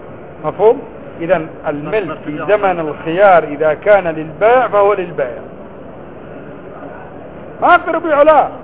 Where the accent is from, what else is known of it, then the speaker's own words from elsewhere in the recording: Yemen; أنا يمني ما في عندنا الزيتون أصلا